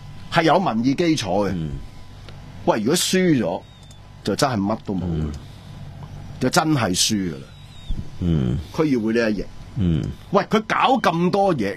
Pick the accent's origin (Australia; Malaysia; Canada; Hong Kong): Hong Kong; 我哋香港人